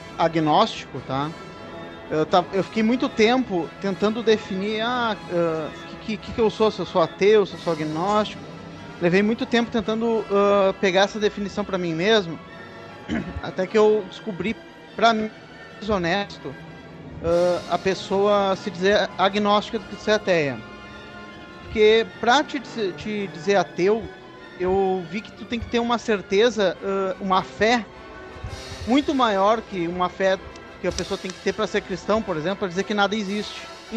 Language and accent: Portuguese; Brazil; Você, eu sou ateu, sou brasileiro e sou ateu e tal.